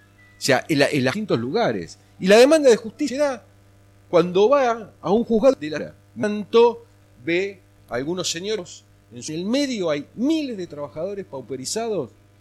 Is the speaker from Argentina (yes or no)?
yes; Chivilcoy, Buenos Aires Province, Argentina; also born or lived in La Plata; Yo vengo de Chivilcoy, pero antes de estar en Chivilcoy, del lugar donde soy originario, tuve 35 años viviendo en La Plata y trabajando en Quilmes Judicial